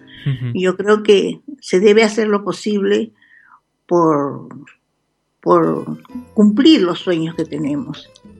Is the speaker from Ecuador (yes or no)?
no; Barranco, Lima, Peru; hay muchos cantantes y muchos escritores, poetas y todo, que han nacido en Barranco, mi ciudad natal